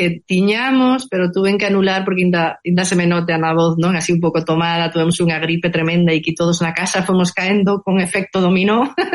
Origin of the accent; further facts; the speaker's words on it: Covas, Galicia, Spain; que sabedes que eu son do Couto Misto, é de Covas, dos Blancos, non?